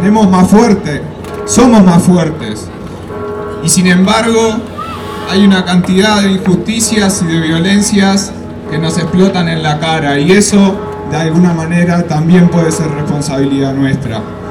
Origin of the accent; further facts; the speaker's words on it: Uruguay; Vengo de Uruguay en solidaridad con esta marcha, con esta caravana.